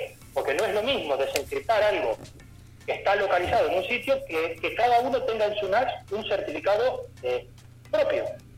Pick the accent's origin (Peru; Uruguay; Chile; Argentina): Argentina; now in Spain; Pero ni siquiera Argentina mismo, siendo ser argentino.